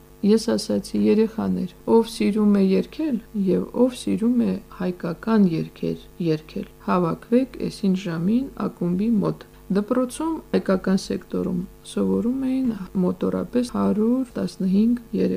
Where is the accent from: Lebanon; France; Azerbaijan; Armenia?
Azerbaijan; Stepanakert, Nagorno-Karabakh; Ես Ստեփանակերտում մեծացած, Երևանում սովորած, գնացի գյուղում